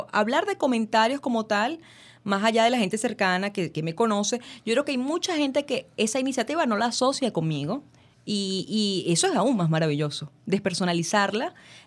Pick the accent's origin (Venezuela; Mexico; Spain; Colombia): Venezuela; Caracas, Capital District; Como buena venezolana y caraqueña, me reí, porque pensé que me estaba echando broma.